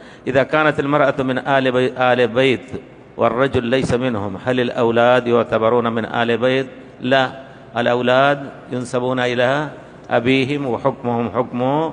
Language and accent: Arabic; India; Arabic is a second language; now in Medina, Saudi Arabia; أنا لما وصلت من الهند إلى المدينة فكان يعني رغبتي يعني دراسة العربية واللغة